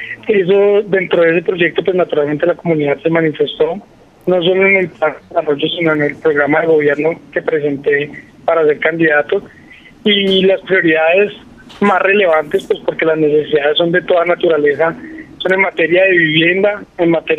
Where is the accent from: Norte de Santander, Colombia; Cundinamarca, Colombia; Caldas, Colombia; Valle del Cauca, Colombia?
Cundinamarca, Colombia; Gachancipá; es un ciudadano de Gachancipá, un hijo de Gachancipá, de familias del municipio.